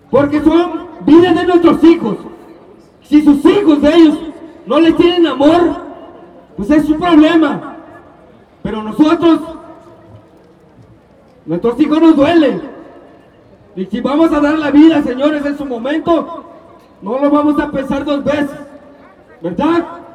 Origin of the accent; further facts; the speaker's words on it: Mexico; Pues como mexicanos que somos, ¿verdad?, merecemos ese respeto primeramente